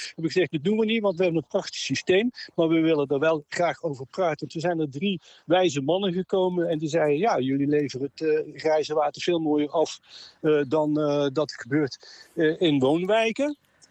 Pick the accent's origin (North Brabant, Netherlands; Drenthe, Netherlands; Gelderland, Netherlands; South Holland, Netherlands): North Brabant, Netherlands; Tilburg; born there; Deze stad, Tilburg, mijn geboortestad, wordt zo heet door alle hoogbouw, door baksteen en beton.